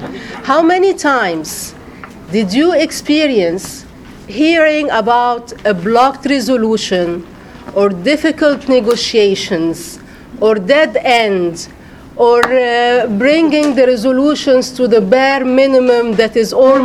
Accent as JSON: {"language": "English", "country": "Egypt", "said": "I am from Soula, from Egypt."}